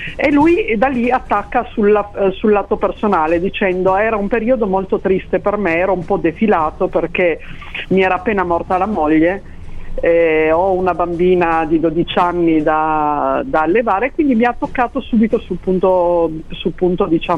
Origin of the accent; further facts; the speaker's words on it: Asti, Piedmont, Italy; Io sono di Asti